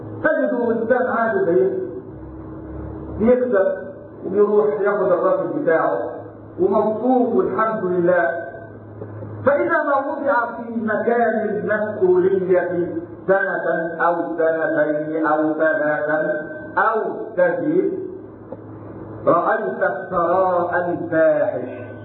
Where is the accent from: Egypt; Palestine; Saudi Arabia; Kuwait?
Egypt; قال الأثرياء في السابق في مصر في بلدنا مصر